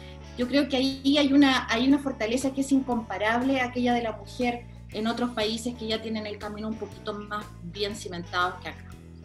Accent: Chile; moved away as an adult; now in Australia; Yo vivo hace 26 años en Australia. Ahora estoy en Chile porque soy chilena, obviamente vengo regularmente.

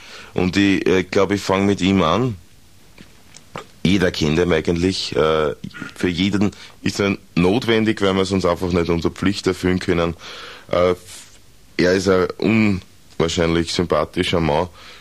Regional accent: Austria; wir brauchen uns als Österreicher, als Österreicherinnen, eigentlich brauchen wir uns überhaupt nicht aus dem Land rausbewegen

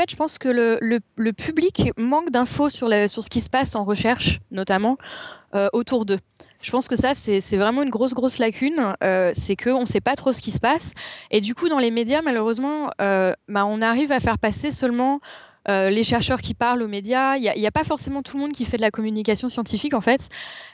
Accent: Paris, Île-de-France, France; comme je suis parisienne, je suis restée à Paris parce que j'avais déjà tellement à faire à Paris

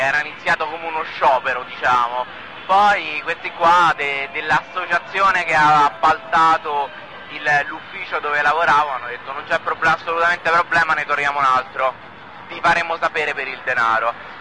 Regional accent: Palombara Sabina, Lazio, Italy; Palombara Tabina.

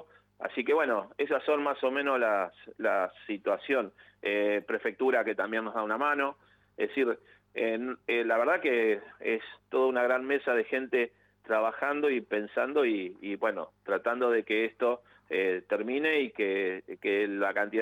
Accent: Santa Fe, Argentina; yo en realidad yo soy oriundo de la provincia de Santa Fe. También estudié en la ciudad de Santa Fe, así que conozco el puerto de Santa Fe.

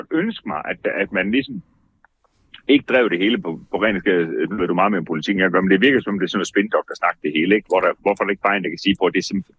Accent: Jutland, Denmark; accent: Jutlandic; her i Jylland, hvor jeg jo, det kan man nok høre på min dialekt for, hvor vi driver Hayan Cars ude fra en gård, som er ligger uden for Hjortshøj

